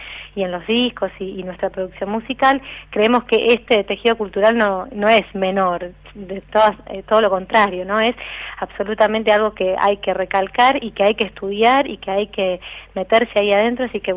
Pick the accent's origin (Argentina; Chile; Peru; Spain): Argentina; que creemos que esas tres cosas son como un poco parte de nuestra identidad como latinos y como argentinos